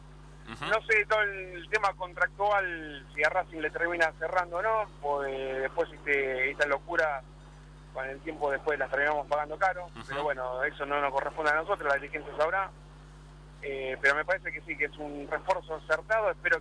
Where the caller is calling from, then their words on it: Chacarita, Buenos Aires, Argentina; De Chacarita.